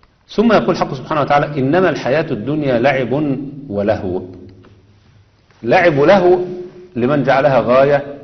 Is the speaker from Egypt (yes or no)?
yes; Egypt; لا، أنا مصري، ولدت في أرض مصر